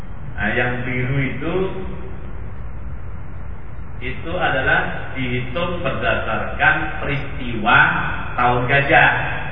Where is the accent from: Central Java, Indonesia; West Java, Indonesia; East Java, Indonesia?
East Java, Indonesia; Bangil; Saya orang Solo, bukan orang Jakarta katanya, dan asli saya orang Bangil, bukan orang mana-mana.